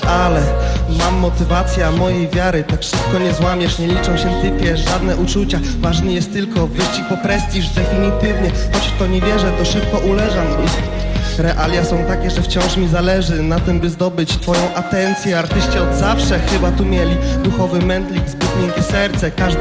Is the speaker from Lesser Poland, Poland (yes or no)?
no; Łódź, Łódź Voivodeship, Poland; Przyjechaliśmy z Łodzi.